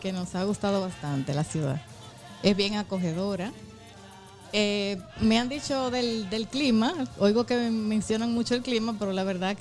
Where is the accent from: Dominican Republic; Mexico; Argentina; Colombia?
Dominican Republic; los dominicanos somos personas muy trabajadoras.